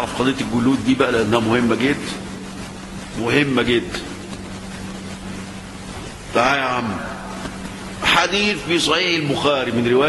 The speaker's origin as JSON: {"language": "Arabic", "country": "Egypt", "said": "طيب احنا عندنا في مصر بنزكي وناخد ونعمل"}